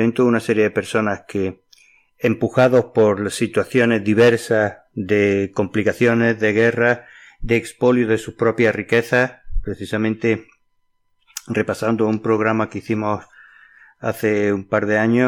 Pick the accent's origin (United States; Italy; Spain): Spain; Granada, Andalusia; Yo como granadino, como español, como andaluz